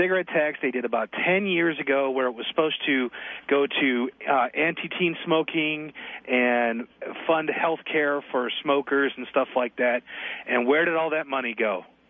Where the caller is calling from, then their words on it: Las Vegas, Nevada, United States; And the problem is that I'm calling from Las Vegas. I stream your show every day from my office.